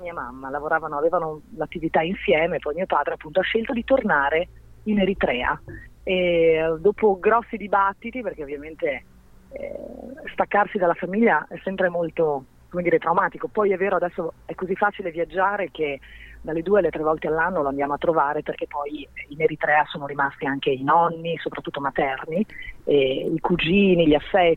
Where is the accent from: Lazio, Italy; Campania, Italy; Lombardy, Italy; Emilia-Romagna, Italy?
Emilia-Romagna, Italy; Bologna; siamo appunto cresciuti a Bologna, quindi siamo cresciuti a tortellini e tagliatelle